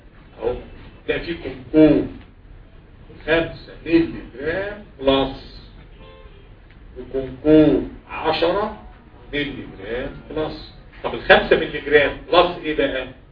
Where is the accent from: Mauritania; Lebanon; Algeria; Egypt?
Egypt; مش كل حاجه موجوده عندنا في مصر